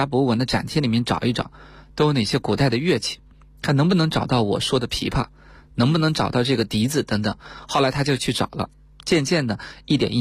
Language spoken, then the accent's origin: Chinese; Shaanxi, China; 比如说像我的家乡陕西